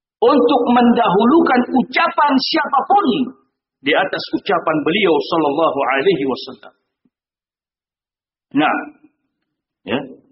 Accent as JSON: {"language": "Indonesian", "region": "Aceh", "country": "Indonesia", "tie": "born or raised there", "said": "Itu kalau di kampung saya di Aceh, tengku enggak boleh taklid."}